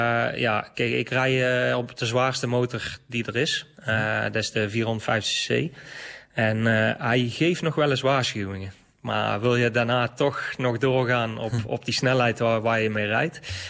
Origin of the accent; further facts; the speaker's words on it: Hees, Netherlands; ja, ik kom uit Hees. Hees en omstreken zijn we altijd aan het graven geweest.